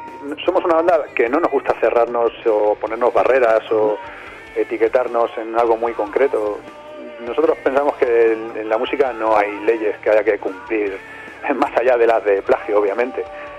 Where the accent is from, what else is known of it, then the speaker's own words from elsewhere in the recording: Albacete, Castilla-La Mancha, Spain; la banda, aunque somos la mayoría de Albacete